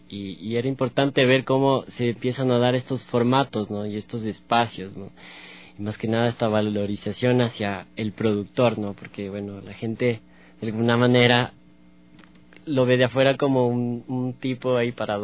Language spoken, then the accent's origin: Spanish; Tulcán, Carchi, Ecuador; Yo vengo de Tulcán, de la provincia del Carchi, entonces vengo de otros aires, de otra información, claro.